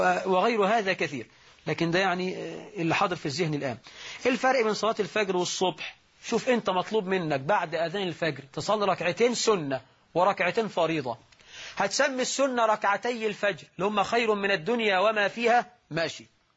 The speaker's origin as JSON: {"language": "Arabic", "country": "Egypt", "said": "واجعل بلدنا مصر رخاء سخاء، أمنا وأمانا"}